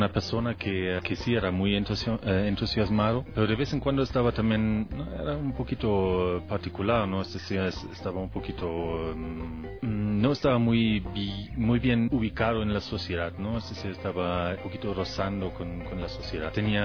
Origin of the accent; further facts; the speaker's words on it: Germany; Spanish is a second language; moved away as an adult; also born or lived in Cuba; now in Ecuador; Soy alemán. Entonces, no regresé nunca más a mi país.